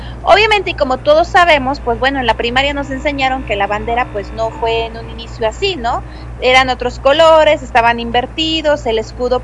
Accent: Mexico; Yo no sé si es porque soy mexicana, pero me encanta nuestra bandera

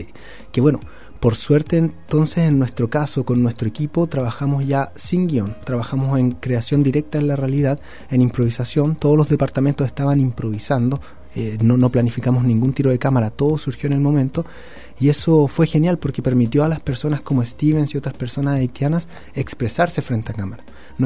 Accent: Pudahuel, Santiago Metropolitan Region, Chile; de donde nos criamos. Yo soy de Pudahuel.

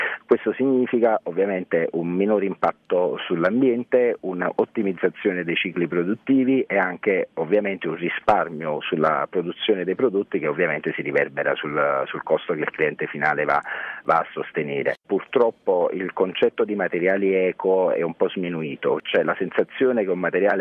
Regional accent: Caserta, Campania, Italy; Sia io che il mio socio siamo di Caserta.

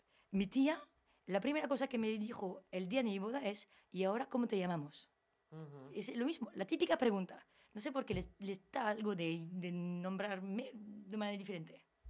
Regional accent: Algorta, Basque Country, Spain; Van a mi pueblo, en Algorta

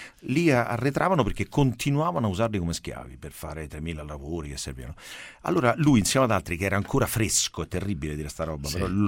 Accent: Rome, Lazio, Italy; born there; Io nasco a Roma perché mio padre viene a lavorare a Roma, incontra mia madre a Roma, però loro sono di Parma

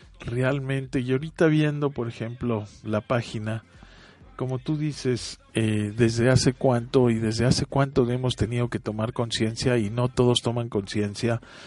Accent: Mexico; bueno, en México a lo mejor tenemos esa conciencia.

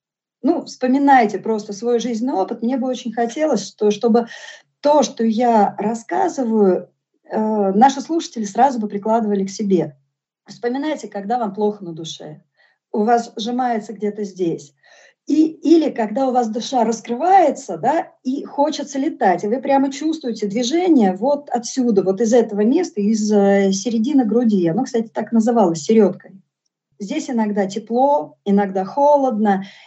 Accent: Moscow, Russia; born there; я вообще родилась в Москве

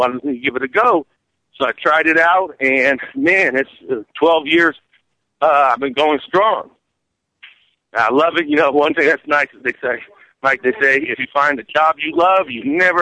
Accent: Alameda, California, United States; I grew up in Alameda. I ran for mayor of Alameda twice, and mayor of San Francisco once.

